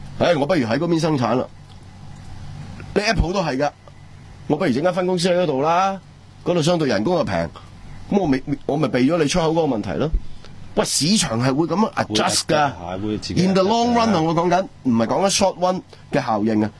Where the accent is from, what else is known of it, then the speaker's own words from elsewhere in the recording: Hong Kong; 我哋香港人